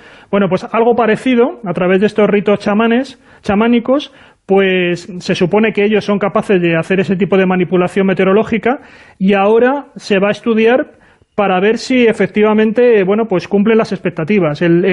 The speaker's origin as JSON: {"language": "Spanish", "region": "Community of Madrid", "country": "Spain", "lives_now": "Castilla-La Mancha, Spain", "said": "yo soy madrileño, pero bueno"}